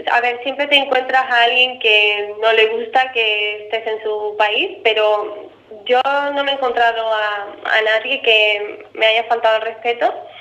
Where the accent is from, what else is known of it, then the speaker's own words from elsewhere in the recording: Andalusia, Spain; now in Germany; soy de Cádiz, y hay gente que conoce Cádiz y gente que no. Después digo, bueno, es una provincia al lado de Málaga